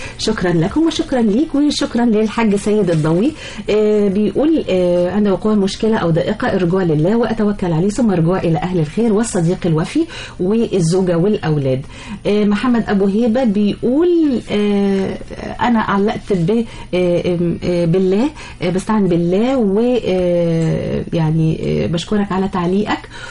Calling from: Mansoura, Dakahlia, Egypt; طبعا انا بسمعكم من المنصوره

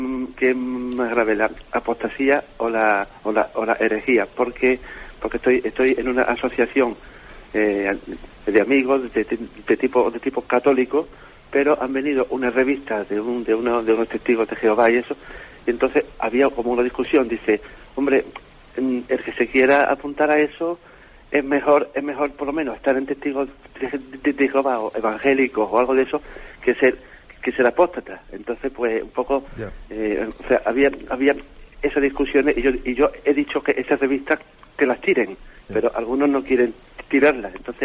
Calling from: Seville, Andalusia, Spain; de Sevilla.

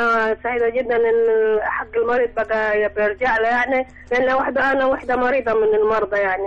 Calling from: El Bali, Sohag Governorate, Egypt; من البالي أنا سوهاج.

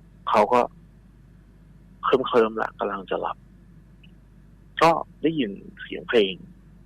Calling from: Pathum Thani, Thailand; โทรจากที่บ้านครับที่ปทุม

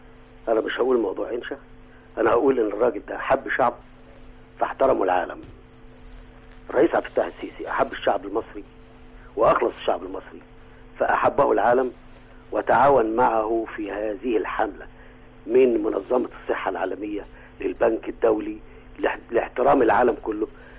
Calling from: Giza, Giza Governorate, Egypt; بكلمك من الجيزه، لكن انا راجل ماسك راس اسيوط.

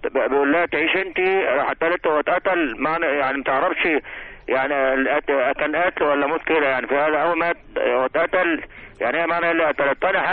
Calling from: Bulaq al-Dakrur, Giza Governorate, Egypt; من بولاق دكرور.

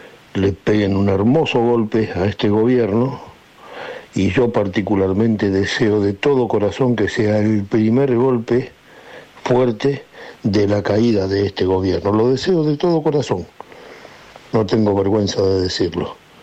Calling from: Buenos Aires, Argentina; de Saavedra.

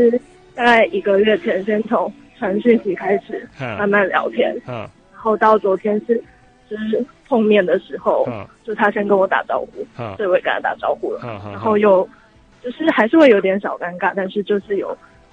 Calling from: Taipei, Taiwan; 我是台北的地瓜。

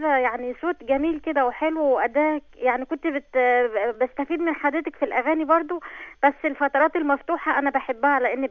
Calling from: Ismailia, Ismailia Governorate, Egypt; أنا من عليا من الإسماعيلية.

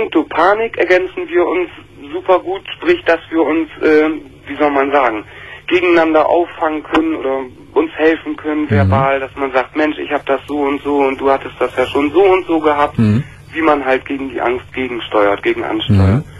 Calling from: Bremen, Germany; Hier in Oldenburg, ich komme aus Bremen.

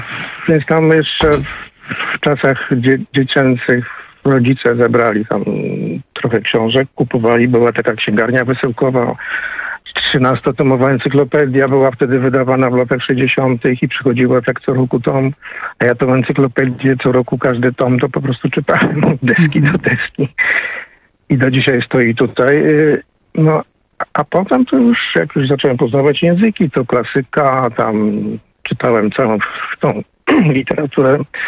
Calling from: Warsaw, Masovian Voivodeship, Poland; z Warszawy, to jeszcze może potem

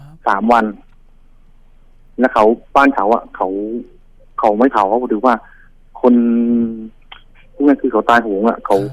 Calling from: Pak Kret, Nonthaburi, Thailand; โทรมาจากปากเกร็ด

